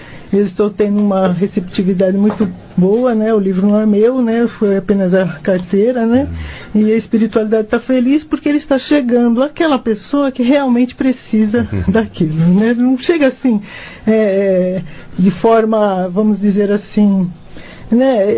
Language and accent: Portuguese; São Paulo, Brazil; Não, eu sou de São Paulo, capital.